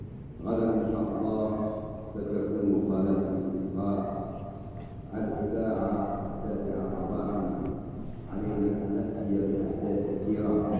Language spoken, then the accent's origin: Arabic; Algeria; بلادنا الجزائر